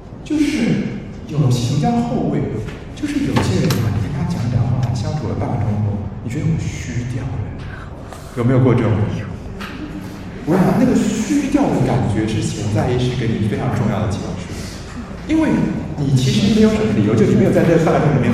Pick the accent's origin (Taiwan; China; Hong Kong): Taiwan; 其实恶化的典型是我们台湾人说的忧郁症